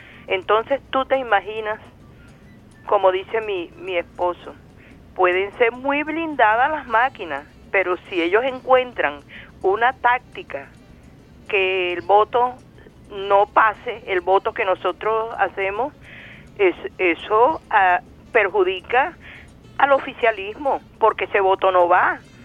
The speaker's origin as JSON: {"language": "Spanish", "country": "Colombia", "said": "Colombia se dejó vencer y te lo digo que soy colombiana."}